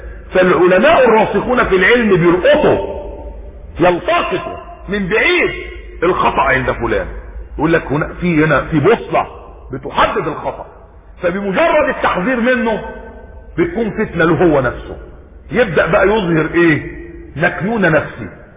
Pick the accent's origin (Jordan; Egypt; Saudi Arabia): Egypt; وجدنا برضو رجلا عندنا في مصر، اسامة القوص